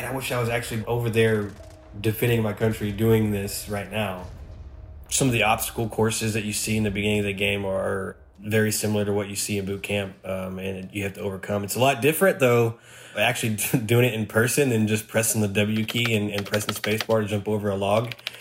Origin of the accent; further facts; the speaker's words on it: Oklahoma City, Oklahoma, United States; I'm from Oklahoma City, Oklahoma.